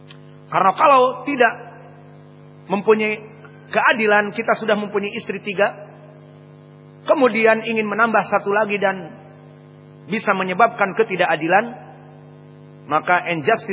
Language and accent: Indonesian; West Sumatra, Indonesia; mereka takut kepada istrinya, terutama afwan seperti di tempat kita urang awak, karena matrilinealisme